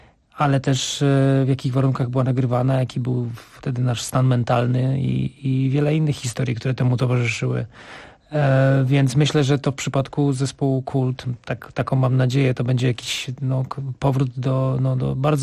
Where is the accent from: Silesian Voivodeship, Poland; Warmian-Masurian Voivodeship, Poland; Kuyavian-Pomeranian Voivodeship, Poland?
Silesian Voivodeship, Poland; Mysłowice; Natomiast ja też z Myslowic miałem taką okazję